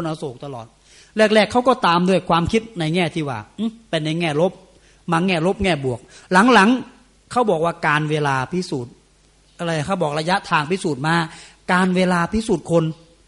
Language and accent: Thai; Khlung, Chanthaburi, Thailand; also born or lived in Trat; ผมเกิดที่ดงกลางตราดแล้วก็ย้ายมาซึ่งล่างอำเภอขลุงจันทบุรี